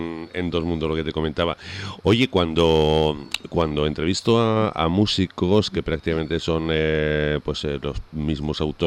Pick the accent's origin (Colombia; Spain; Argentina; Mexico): Spain; Huesca, Aragon; born there; now in Canary Islands, Spain; yo estoy en donde nací, en Huesca, ¿sabes? Yo vivo en Canarias habitualmente, pero ahora mismo estaba ahí hablando desde Huesca.